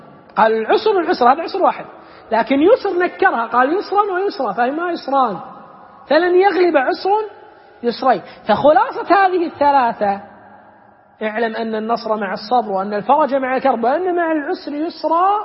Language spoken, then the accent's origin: Arabic; Kuwait; إحنا عندنا بالكويت اليوم لما جاء الغزو